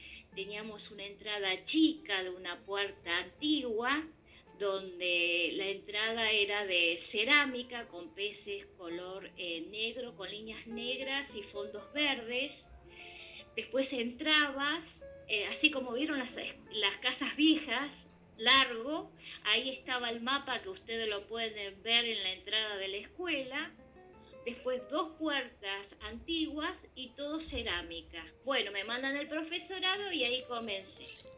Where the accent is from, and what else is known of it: Ituzaingó, Buenos Aires Province, Argentina